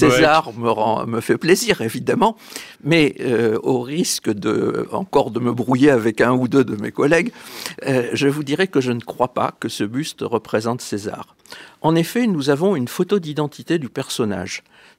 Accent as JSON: {"language": "French", "country": "France", "said": "vous savez, nous sommes Français."}